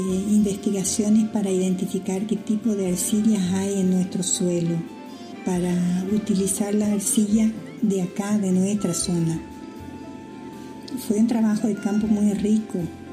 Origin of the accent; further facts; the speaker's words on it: Profundidad, Misiones, Argentina; Somos de Profundidad. Es una pequeña localidad que está muy cerca de Posadas, la capital provincial de la provincia de Misiones.